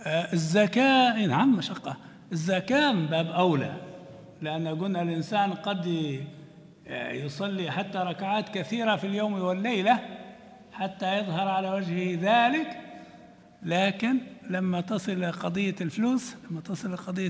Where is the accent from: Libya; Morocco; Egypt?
Libya; ما كانتش هذه عندنا في ليبيا